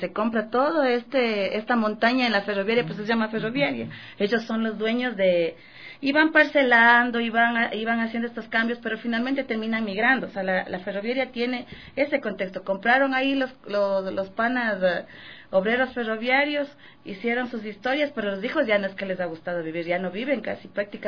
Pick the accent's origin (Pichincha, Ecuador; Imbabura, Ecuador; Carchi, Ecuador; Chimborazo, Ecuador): Imbabura, Ecuador; born there; Yo nací en Imbabura, y mi mamá trabajaba aquí